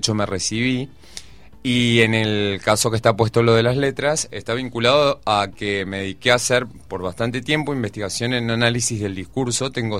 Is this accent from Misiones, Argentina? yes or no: no; Córdoba, Argentina; yo soy de Córdoba y soy nieto de inmigrantes.